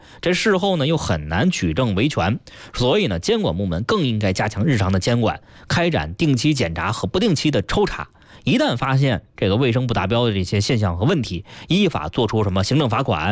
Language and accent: Chinese; Beijing, China; 作为一个北京人